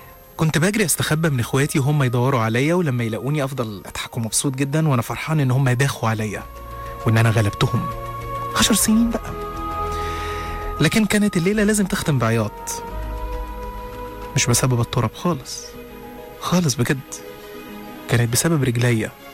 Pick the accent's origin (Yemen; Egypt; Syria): Egypt; Upper Egypt; أنا اتولدت وعشت في الصعيد من مواليد إيدين الست الداية أم حسن في 12/2 سنة 1985.